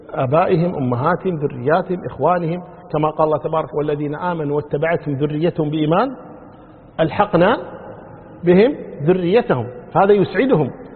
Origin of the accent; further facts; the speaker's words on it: Kuwait; يعني عندنا في الكويت عن طريق وزارة العدل عرفوا الزواج الثاني